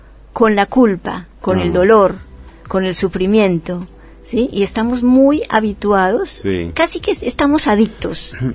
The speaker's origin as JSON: {"language": "Spanish", "country": "Colombia", "said": "soy de Colombia, pero en realidad ya soy una ciudadana universal."}